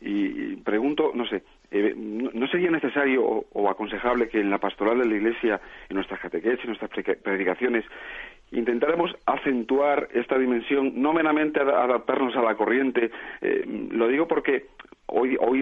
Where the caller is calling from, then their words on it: Madrid, Community of Madrid, Spain; soy de Madrid